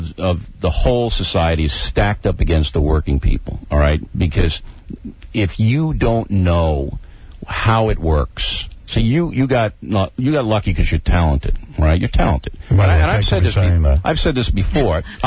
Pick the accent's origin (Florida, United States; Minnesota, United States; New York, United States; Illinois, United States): New York, United States; Levittown; Look, I'm from Levittown, you're from Roosevelt.